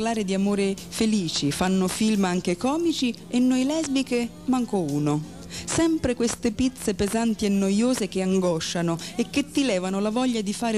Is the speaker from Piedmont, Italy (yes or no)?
no; Naples, Campania, Italy; Sono pure di Napoli e tanto tempo fa ho già dovuto combattere contro il pregiudizio.